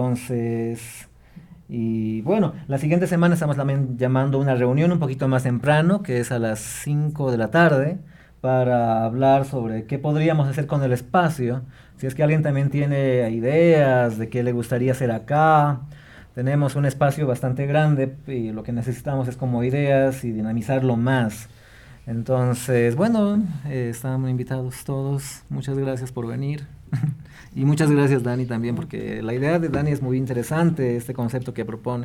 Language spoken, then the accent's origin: Spanish; Bolivia; also born or lived in Peru; Soy boliviano, he vivido en Bolivia hasta, bueno, entre el Perú, Bolivia, bastante.